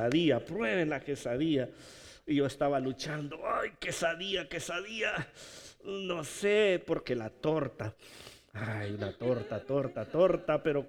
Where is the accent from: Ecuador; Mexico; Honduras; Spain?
Honduras; muchos nos dicen, tú eres mexicano, no somos hondureños, pero comes comida mexicana, ¿verdad?